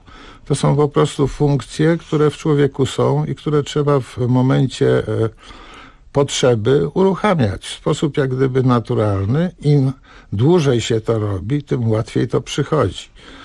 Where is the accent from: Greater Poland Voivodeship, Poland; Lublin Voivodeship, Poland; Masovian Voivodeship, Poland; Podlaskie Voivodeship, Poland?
Masovian Voivodeship, Poland; Pionki; Przez wiele lat byłem dyrektorem Domu Kultury w Pionkach właśnie, gdzie mieszkam, skąd pochodzę i gdzie jestem również radnym